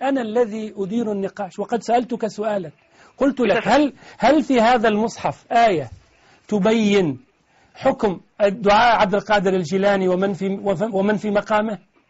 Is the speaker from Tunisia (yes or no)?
yes; Tunisia; أنا سؤالي اليوم عن الذي يقول عندنا في تونس